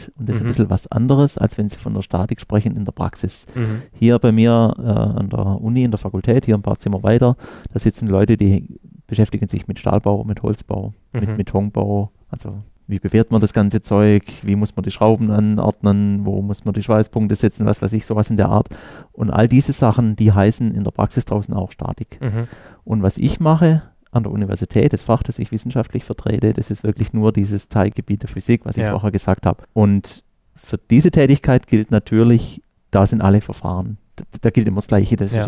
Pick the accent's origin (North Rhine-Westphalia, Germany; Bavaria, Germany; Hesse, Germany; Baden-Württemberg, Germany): Baden-Württemberg, Germany; Ich komme hier ganz aus der Nähe. Ich bin im Schwarzwald aufgewachsen